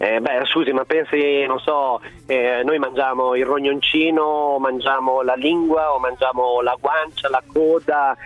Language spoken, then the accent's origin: Italian; Emilia-Romagna, Italy; io sono un emiliano, si utilizza tutto del maiale